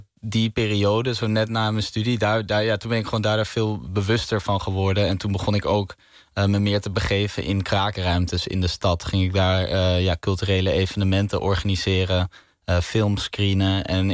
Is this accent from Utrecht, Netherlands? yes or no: no; Amsterdam, North Holland, Netherlands; Ja, ik ben geboren in Slotermeer, in het huis van mijn ouders.